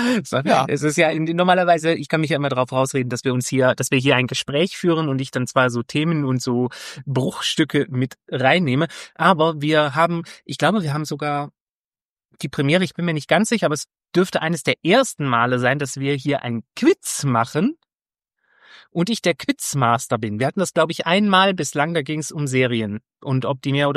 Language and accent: German; Rhineland, Germany; Ich bin Rheinländer, ich kann kein MSCH hintereinander aussprechen, ohne da ein P oder ein T reinzumachen.